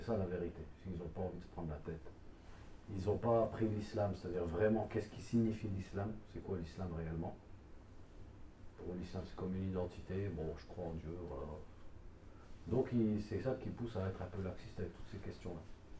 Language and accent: French; Douai, Hauts-de-France, France; moi je viens de Douai